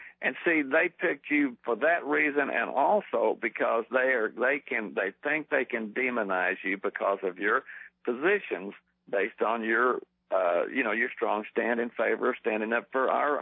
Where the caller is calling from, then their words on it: Texas, United States; Excuse me … from Texas.